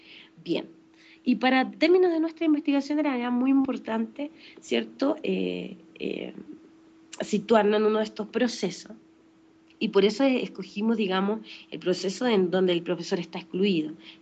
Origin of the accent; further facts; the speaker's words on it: Chile; bueno, yo soy chilena y eso es muy importante contextualizarlo